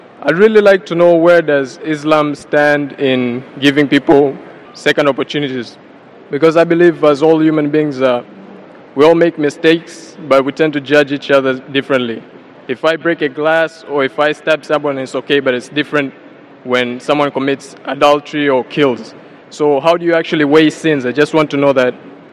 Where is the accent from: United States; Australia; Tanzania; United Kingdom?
Tanzania; I'm from Tanzania.